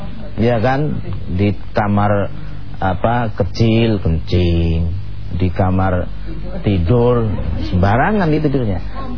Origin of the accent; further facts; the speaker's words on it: Jakarta, Indonesia; Istitobah itu bahasa kita, orang Betawi atau orang Jakarta, orang Indonesia ini cebok.